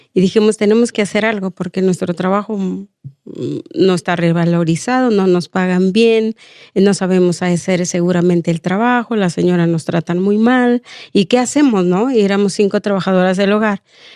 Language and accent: Spanish; Oaxaca, Mexico; now in Mexico City, Mexico; Yo soy del estado de Oaxaca.